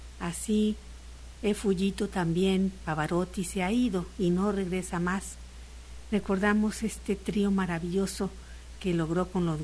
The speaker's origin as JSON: {"language": "Spanish", "town": "Guadalajara", "region": "Jalisco", "country": "Mexico", "said": "estuvo en mi tierra, en Guadalajara."}